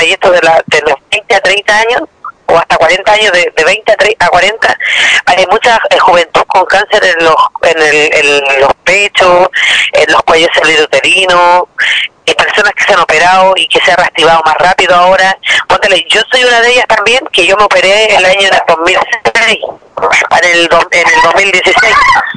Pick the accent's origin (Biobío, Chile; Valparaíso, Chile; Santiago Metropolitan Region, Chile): Valparaíso, Chile; Quintero; born or raised there